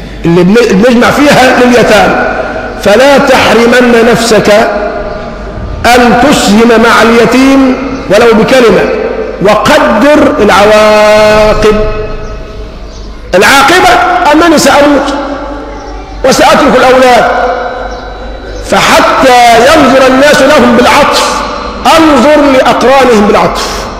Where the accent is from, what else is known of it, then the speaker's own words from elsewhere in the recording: Egypt; حتى يدوم حبل الود بيننا كمصريين